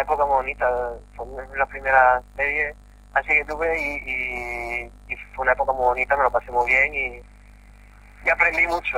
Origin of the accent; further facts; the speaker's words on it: Seville, Andalusia, Spain; supongo que se estrenará en Sevilla por aquello de mi ciudad natal